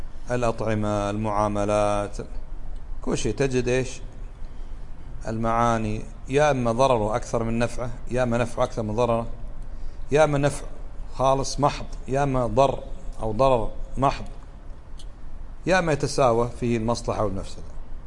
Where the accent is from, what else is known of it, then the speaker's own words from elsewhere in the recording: Kuwait; اليوم بعض الناس يدعو إلى إباحة الخمور في بلدنا الكويت